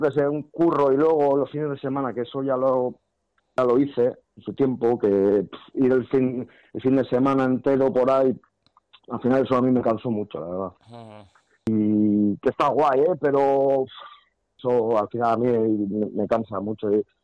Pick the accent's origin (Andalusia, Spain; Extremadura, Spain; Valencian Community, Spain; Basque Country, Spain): Basque Country, Spain; Zumárraga; Pues, aquí en Guipúzcoa, si lo que hemos tocado así en Guipúzcoa, aquí en, porque yo soy de Zumárraga